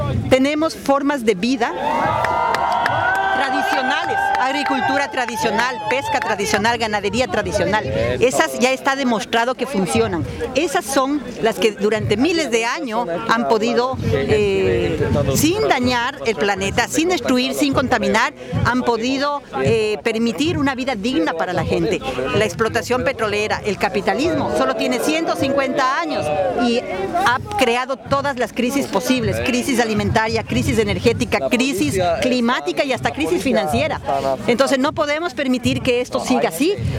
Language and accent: Spanish; Ecuador; vengo de Ecuador